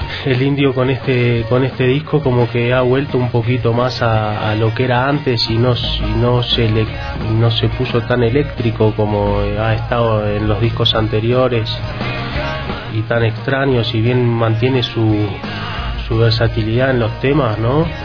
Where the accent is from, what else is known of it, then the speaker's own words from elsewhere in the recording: Uruguay; porque un poco como uruguayo, ¿no? Paisito al lado de la Argentina